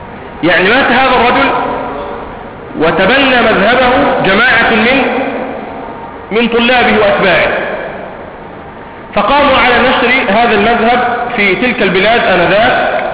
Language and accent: Arabic; Egypt; عندنا في مصر